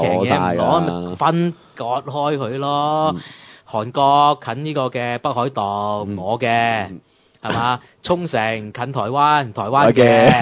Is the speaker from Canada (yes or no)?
no; Hong Kong; 你唔好以為佢即係我哋香港人就會話打仗嘅嘢噏咩，個個都苟且偷安。